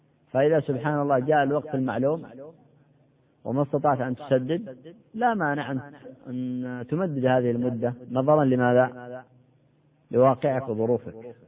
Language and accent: Arabic; Yemen; كما يقال عندنا في اليمن